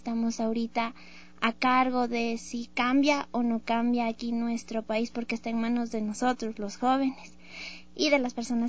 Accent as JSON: {"language": "Spanish", "country": "Ecuador", "said": "con un gran orgullo de decir: soy ecuatoriana, yo soy de bordado, soy humilde y soy amable."}